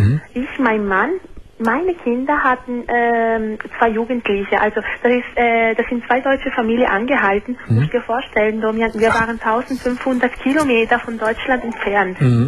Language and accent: German; Italy; also ich bin eine Italienerin.